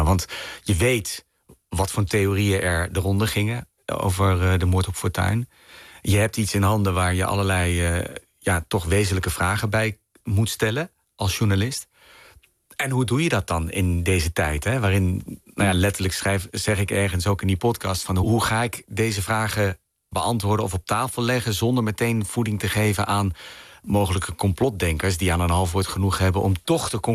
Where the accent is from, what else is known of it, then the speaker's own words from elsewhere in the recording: Arnhem, Gelderland, Netherlands; moved away as an adult; ik ben geboren en opgegroeid in Arnhem en heb daar tot mijn 19e of zo gewoond.